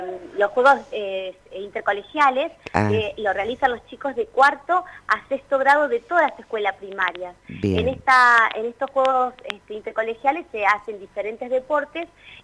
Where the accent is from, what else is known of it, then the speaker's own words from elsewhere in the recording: Toay, La Pampa, Argentina; yo soy acá de Toay